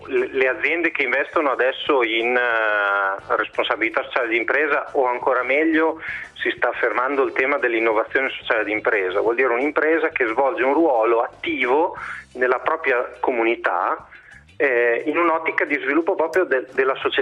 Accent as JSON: {"language": "Italian", "town": "Bologna", "region": "Emilia-Romagna", "country": "Italy", "said": "visto che siamo di Bologna"}